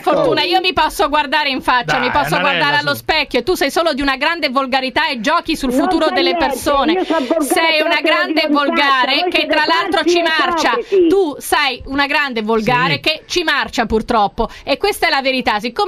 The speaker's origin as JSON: {"language": "Italian", "town": "Bolzano", "region": "Trentino-Alto Adige", "country": "Italy", "said": "posso parlare anche se so di Bolzano"}